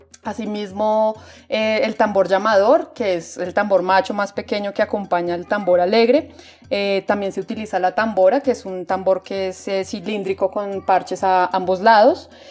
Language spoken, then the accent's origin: Spanish; Bogotá, Colombia; hemos aprendido acá desde Bogotá, ¿no? Es como también una cosa diferente, somos bogotanas y tocamos música del Caribe